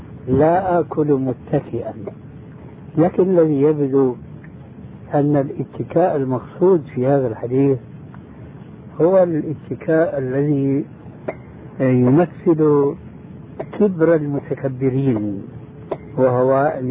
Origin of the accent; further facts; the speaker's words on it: Syria; كما يقولوا عندنا في الشام بدها الزكتاف